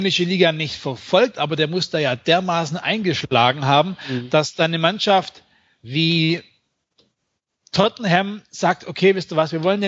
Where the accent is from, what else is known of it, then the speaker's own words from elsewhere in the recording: Baden-Württemberg, Germany; Also bei uns im Süden gibt es Euro-Scheine.